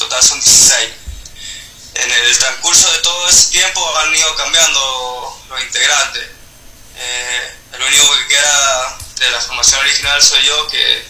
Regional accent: Rawson, San Juan, Argentina; Somos de San Juan del sur. Del sur de San Juan, del departamento de Rawson.

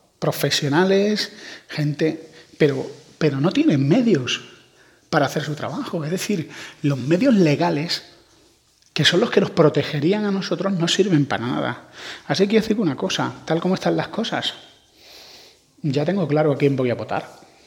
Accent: Andalusia, Spain; Es que yo, como soy andaluz, vivo en un mundo, en una sociedad donde los rateros abundaban.

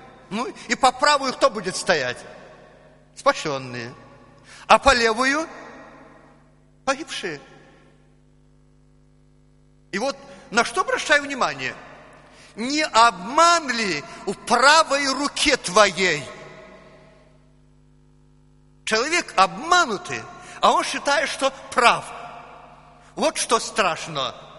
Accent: Belarus; accent: Belarusian; Ну, мы белорусы. Мы белорусы, потом у нас белорусский акцент, и нам простительно, что мы иногда уже привыкли к своему лексикону.

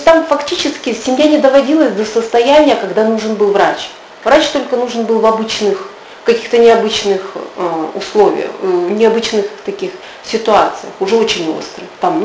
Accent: Kazakhstan; какие в Казахстане, «Эль», да? Ну, я же не из России. Ну, у нас «Космополитен», «Базар», да, «Эль».

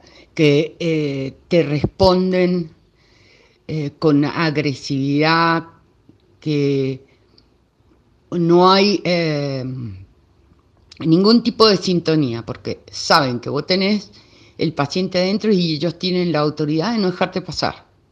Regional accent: Argentina; nosotros como argentinos nos tenemos que sentir orgullosos

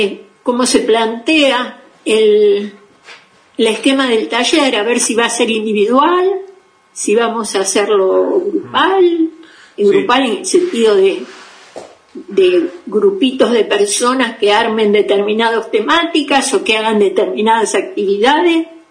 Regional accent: Buenos Aires, Argentina; Soy de Buenos Aires.

